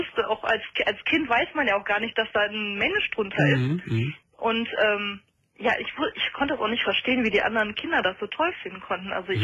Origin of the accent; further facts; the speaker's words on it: Rhineland, Germany; Ich bin aus dem Rheinland, ja